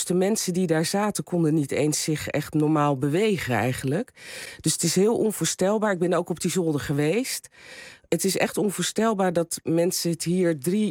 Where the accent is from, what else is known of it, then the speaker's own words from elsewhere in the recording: Rotterdam, South Holland, Netherlands; Ik ben opgegroeid in Rotterdam.